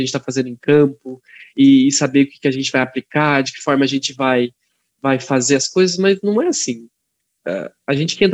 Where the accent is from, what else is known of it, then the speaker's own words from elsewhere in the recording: Joanópolis, São Paulo, Brazil; eu sou de Joanópolis, numa cidade muito distante de Rosana, mais de 800 e poucos quilômetros